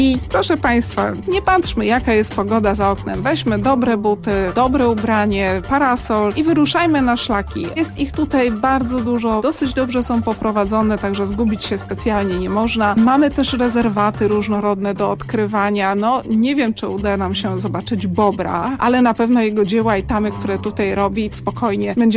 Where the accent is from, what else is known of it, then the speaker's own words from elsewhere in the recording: Warsaw, Masovian Voivodeship, Poland; ja wychowywałam się w Radości, więc całkiem niedaleko miałam do tych lasów